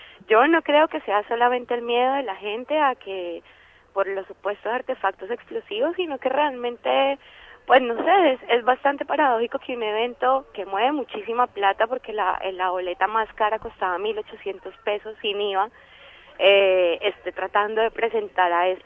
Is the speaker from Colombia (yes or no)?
yes; Colombia; moved away; Que se supone que es un derecho que tenemos como colombianos y colombianas que estamos fuera de nuestro país